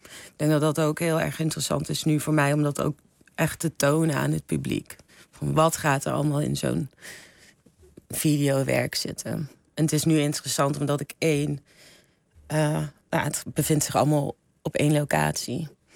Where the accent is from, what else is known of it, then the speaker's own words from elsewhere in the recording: Eindhoven, North Brabant, Netherlands; moved away; ik ben uit Eindhoven weg met een reden. En, ik vond het heel klein en best wel dorps. En om dan na 20 jaar weer terug te keren... Nee, 20. Na 15 jaar weer terug te keren.